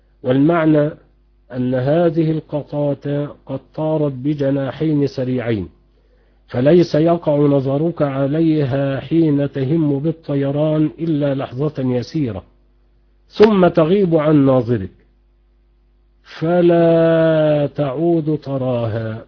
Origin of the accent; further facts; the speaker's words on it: Egypt; اليمامة حمام بري يسمى عندنا في مصر يمامة